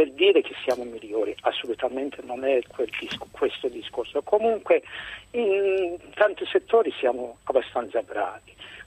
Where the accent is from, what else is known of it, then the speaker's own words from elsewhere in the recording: Iran; now in Italy; io sono iraniano, vivo in Italia più o meno da 30 anni, dopo la rivoluzione iraniana.